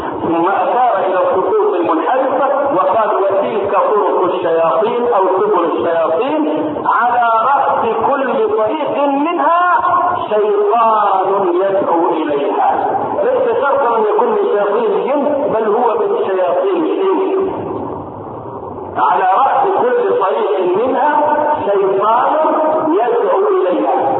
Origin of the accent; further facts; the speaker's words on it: Egypt; وان لم تكن واضحه في حياتنا نحن هنا كمصريين